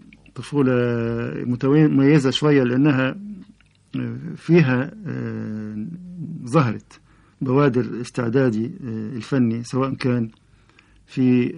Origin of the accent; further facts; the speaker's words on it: Alexandria, Alexandria Governorate, Egypt; أنا إسكندراني أصلا، تولدت سنة 1913 في حي الأنفوشي، اللي هو الحي البلدي زي ما بيقولوا، الحي العربي في إسكندرية.